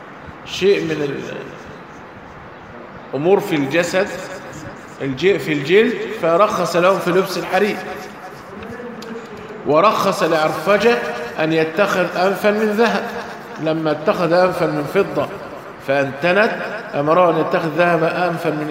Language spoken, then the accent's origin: Arabic; Egypt; والخوزة اللي عارفين إحنا كمصريين الخوزة، لكن هو عشان مش مصري